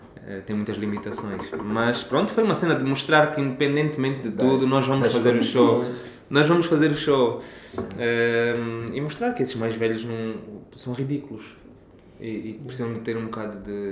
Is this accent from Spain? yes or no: no; Angola; now in Portugal; Sou angolano, nasci lá, cresci lá, vivi lá, é lá que tenho o meu coração e o meu umbigo. Sou português por inerência de por ter o direito de ter essa nacionalidade, os meus pais têm e também herdaram